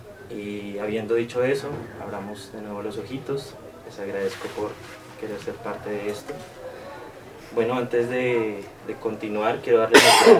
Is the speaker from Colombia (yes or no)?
yes; Pachavita, Boyacá, Colombia; Originario de Pachavita, Boyacá soy. Yo vengo del suroriente de Boyacá, para quienes conocen esa hermosa región.